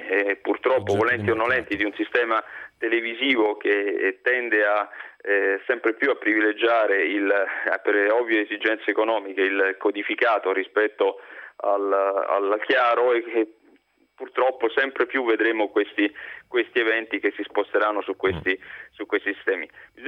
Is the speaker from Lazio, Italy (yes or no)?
yes; Rome, Lazio, Italy; io sono romano, quindi tradizioni diciamo per metà abruzzese.